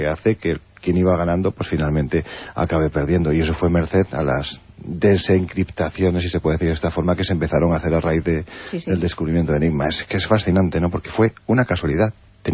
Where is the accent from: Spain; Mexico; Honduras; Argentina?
Spain; Jaén, Andalusia; me gusta mucho Jaén, que es mi tierra